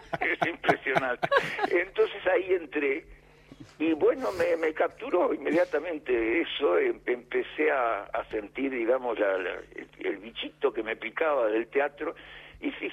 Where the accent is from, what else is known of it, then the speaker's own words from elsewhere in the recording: Uruguay; En el Solís de Montevideo, yo soy uruguayo.